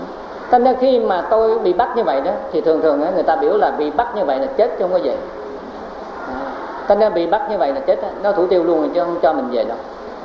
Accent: Cu Chi, Ho Chi Minh City, Vietnam; mà ta đi về quê, tức là quê tôi ở trong chiến khu, tức là ở Củ Chi.

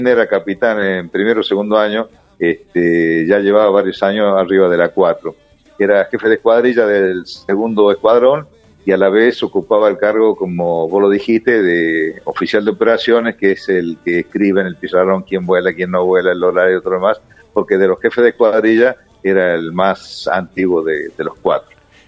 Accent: Tucumán, Argentina; also born or lived in Córdoba / Mendoza; yo tucumano, me crié en Tucumán, estudié en Córdoba en la Escuela de Aviación, de ahí fui a Mendoza, a la Escuela de Caza, y a Reynos, centro del país

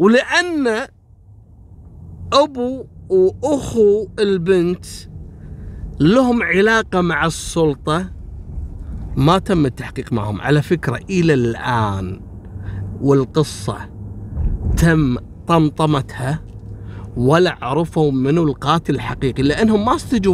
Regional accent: Kuwait; يعني احنا عندنا في الكويت صارت قضية الميموني

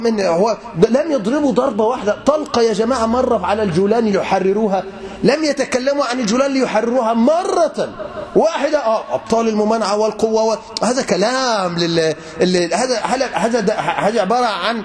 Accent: Egypt; طب ما عندنا في مصر مثلا

